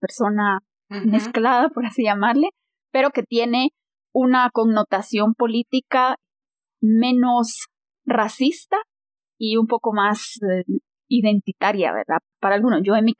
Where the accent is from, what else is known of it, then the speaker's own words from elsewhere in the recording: Guatemala; ¿qué somos los guatemaltecos?